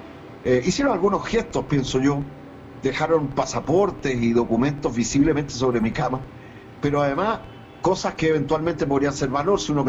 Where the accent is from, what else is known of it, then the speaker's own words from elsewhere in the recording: Chile; creo que es preocupante como chileno, y creo que no es solo mi caso